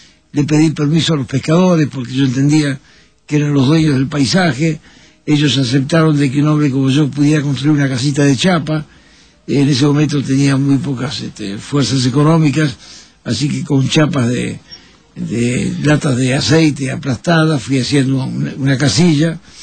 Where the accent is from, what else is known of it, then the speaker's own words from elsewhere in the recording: Montevideo, Uruguay; born there; Yo nací en Montevideo, seguramente un día nublado, porque después busqué el sol por todos lados. Un primero de noviembre de 1923